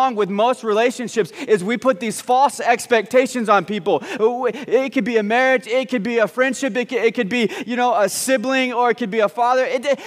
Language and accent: English; Texas, United States; also born or lived in Arkansas; And I grew up, well, secretly in Arkansas, but we don't say that. I grew up in Texas.